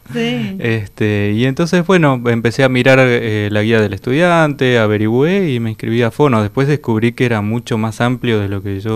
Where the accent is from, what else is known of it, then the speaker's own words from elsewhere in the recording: Misiones, Argentina; Yo soy de Misiones y ya empecé a actuar cuando estaba allá.